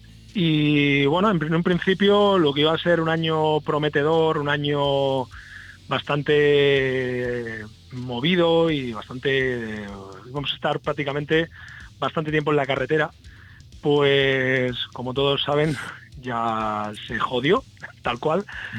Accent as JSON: {"language": "Spanish", "town": "Tarragona", "region": "Catalonia", "country": "Spain", "said": "Sí, parte de la banda sí, y yo estoy en Tarragona. Yo soy de Tarragona."}